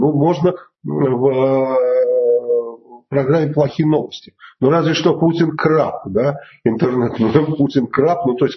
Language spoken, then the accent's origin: Russian; Bulgaria; Мы вообще из Болгарии, я болгарин, поэтому это нормальная фамилия для болгарина.